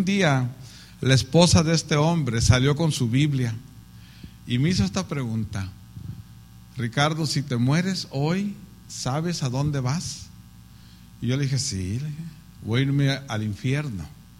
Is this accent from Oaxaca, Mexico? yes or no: no; Tijuana, Baja California, Mexico; yo me crié en Tijuana, en la zona norte, donde está todo lo sucio. De ahí era.